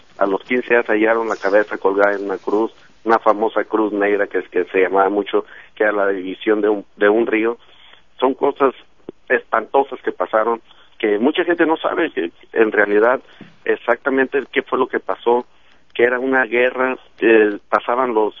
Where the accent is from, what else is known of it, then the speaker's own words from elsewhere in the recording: Tepalcatepec, Michoacán, Mexico; now in United States; Yo soy originario también de Tepalcatepec.